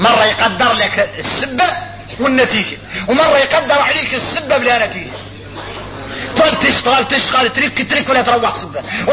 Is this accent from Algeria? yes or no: no; Mauritania; احنا موريتاني نقولوا هذا حصل من عرقة ناظري